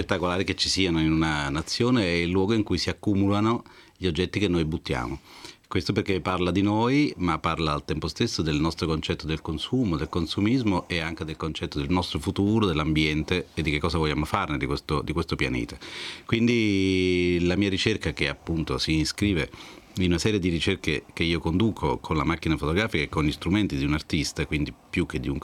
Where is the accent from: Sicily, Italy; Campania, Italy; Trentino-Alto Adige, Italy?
Campania, Italy; now in Milan, Italy; che sapevo che esistesse lì in Campania, essendo io campano, anche se vivo a Milano